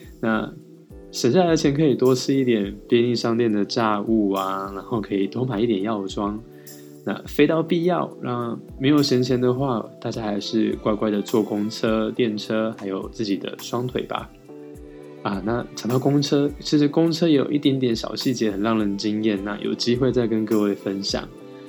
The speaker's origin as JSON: {"language": "Chinese", "country": "Taiwan", "lives_now": "Japan", "said": "我是台湾人，巴拉巴拉巴，就开始讲我的成长过程啊，我学习日文的过程"}